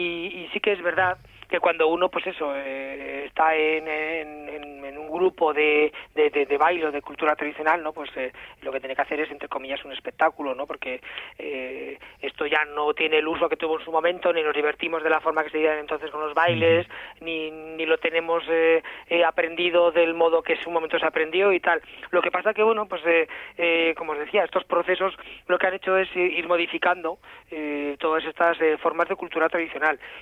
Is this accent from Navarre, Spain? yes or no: no; Palazuelos de la Sierra, Castile and León, Spain; yo soy de Palazuelos de la Sierra, aquí en La Demanda, y muy cerquita de Atapuerca